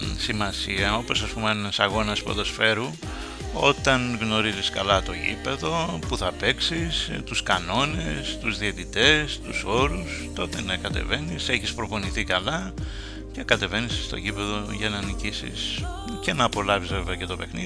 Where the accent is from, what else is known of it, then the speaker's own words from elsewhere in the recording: Xanthi, Eastern Macedonia and Thrace, Greece; κοίταζα από την πατρίδα μου, την ιδιαίτερη, την Ξάντη